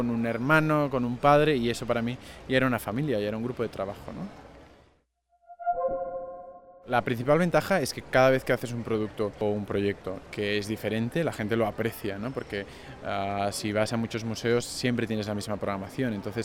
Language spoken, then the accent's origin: Spanish; Barcelona, Catalonia, Spain; soy de Barcelona, tengo 31 años y trabajo en diferentes instituciones y museos de Barcelona y de España.